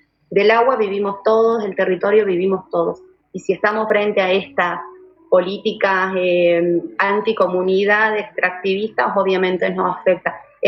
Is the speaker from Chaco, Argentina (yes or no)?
no; Abrapampa, Jujuy, Argentina; En mi caso, yo crecí en Abrapampa